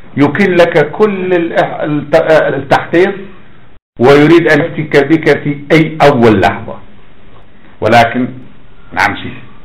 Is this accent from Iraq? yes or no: yes; Iraq; انا ابن العراق.